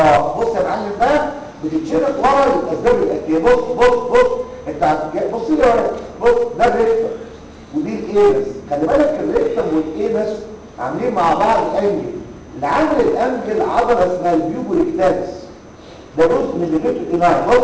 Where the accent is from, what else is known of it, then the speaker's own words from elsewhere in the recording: Egypt; خلينا نتكلم على مصر ما زال عندنا في مصر